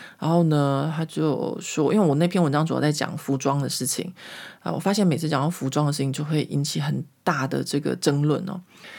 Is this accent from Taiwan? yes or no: yes; Taiwan; moved away; 因为我离开台湾的时间已经很久了，或者说我小时候就是长大在一个民风保守的台湾哦。